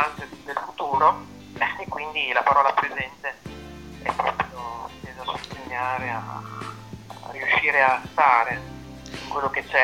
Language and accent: Italian; Baricella, Emilia-Romagna, Italy; perché io vengo da Baricello